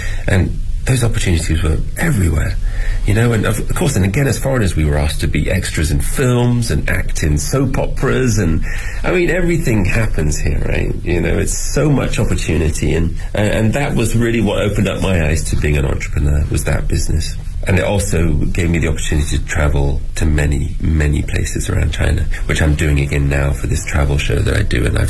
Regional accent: England, United Kingdom; First of all, I'm English, so I have a natural advantage. I can always teach English.

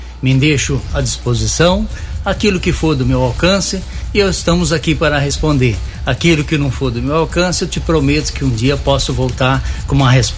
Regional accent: Igaraí, São Paulo, Brazil; Isso, e eu sou nascido em Igaraí.

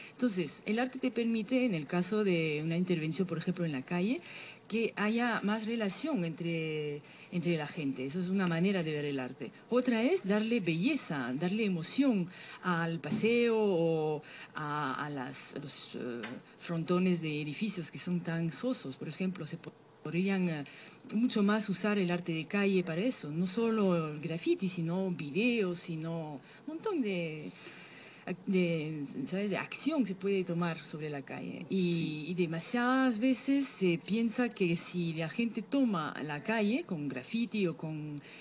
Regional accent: Paris, Île-de-France, France; also born or lived in Barcelona; now in Lima, Peru; yo vengo de Europa, donde vengo de París, que supuestamente es la ciudad del flaneur, del paseo.

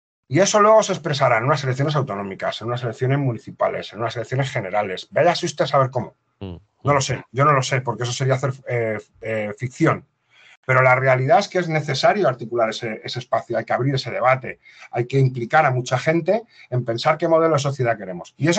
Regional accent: Spain; como los españoles somos tan díscolos y nos peleamos entre nosotros

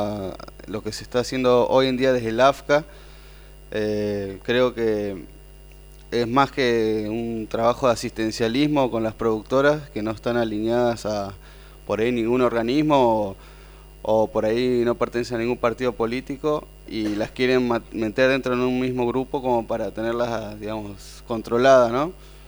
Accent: La Rastrojera, Misiones, Argentina; Bueno, yo soy de Misiones, de La Rastrojera

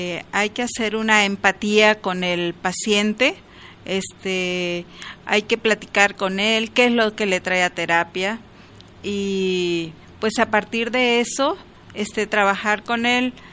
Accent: Escuinapa, Sinaloa, Mexico; born there; also born or lived in Culiacán; now in Guadalajara, Mexico; Yo soy nacida en el estado de Sinaloa. Originalmente nací en Escuinapa, un pueblo pues ya grande actualmente, con mucho mango, mucho camarón, mucha pesca, mucha playa.

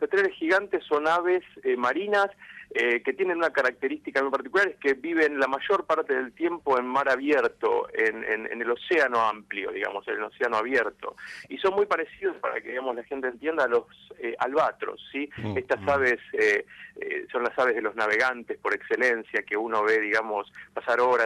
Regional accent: Avellaneda, Buenos Aires Province, Argentina; Yo nací en Capital Federal. Ajá. Nací en Capital Federal y después me crié en Avellaneda, barra Lanús.

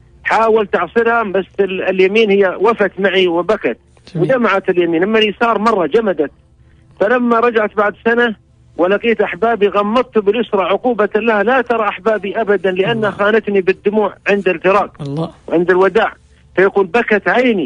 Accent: Saudi Arabia; والتي كلما قلنا من السعودية نحن اقتربوا منا واحتفوا وسلموا ورحبوا أهلا ببلاد الحرمين، أهلا بأهل مكة، أهلا بأهل المدينة

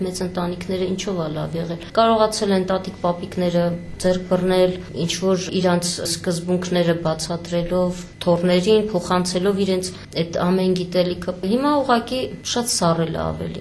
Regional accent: Yerevan, Armenia; also born or lived in Nagorno-Karabakh; Չէ, շատ վաղուց Երևանում ենք եղել, փոքր հասակից, այնտեղ դպրոց, ուսում։

